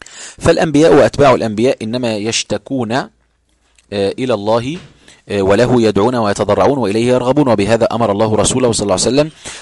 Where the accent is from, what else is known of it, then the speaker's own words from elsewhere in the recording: Egypt; كل هذا شاب أنا شفته رأيته بعيني في قرى عندنا في مصر